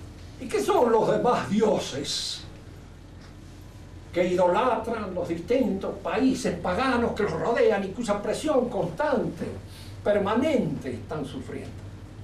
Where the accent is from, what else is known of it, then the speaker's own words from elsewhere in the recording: Argentina; Somos argentinos. Aunque nos pese.